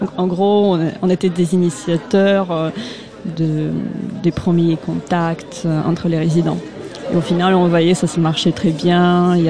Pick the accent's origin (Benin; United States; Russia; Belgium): Russia; French is a second language; now in France; Je suis russe, étudiante russe ici.